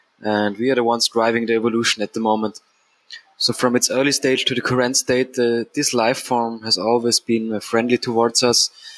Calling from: Austria; I'm a listener from Austria, Europe.

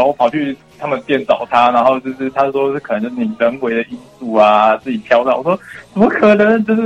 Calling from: Tainan, Taiwan; 我是台南的

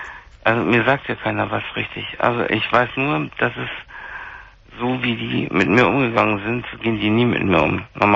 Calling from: Munich, Bavaria, Germany; da war bei uns in München hier tierisch Glatteis

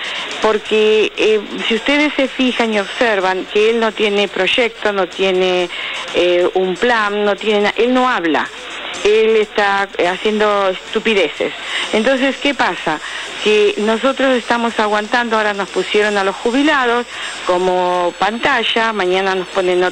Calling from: Buenos Aires, Argentina; de Versalles

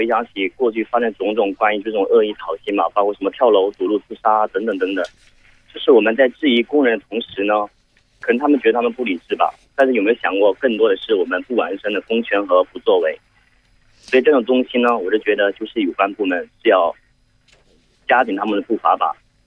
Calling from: Shenzhen, Guangdong, China; 我是来自广东深圳。

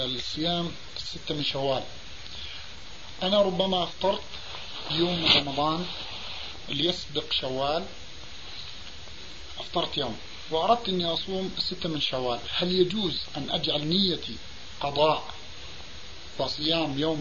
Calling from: Canada; ثم أرسلته الفلوس أنا من كندا فوصلت بعد العيد

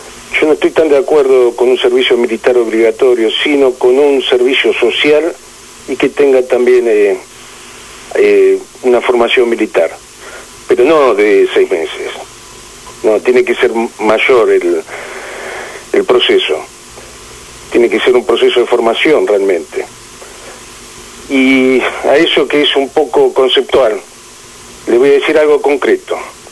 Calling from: San Fernando, Buenos Aires Province, Argentina; de San Fernando.

